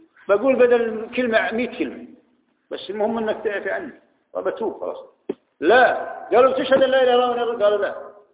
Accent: Jordan; ولكن كان عايشين عندنا في الاردن

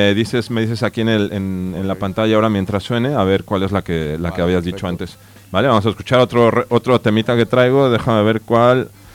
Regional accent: Mexico; now in Spain; como vengo de México, ahí la verdad es que todo lo que escuchaba yo y lo que escuchaba mucha gente, pues cuando era pequeño era toda música en inglés

